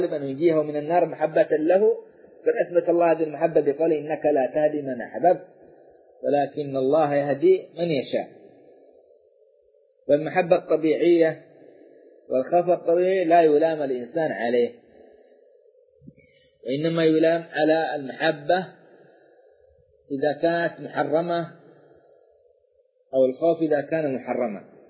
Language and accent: Arabic; Saudi Arabia; بلادنا السعودية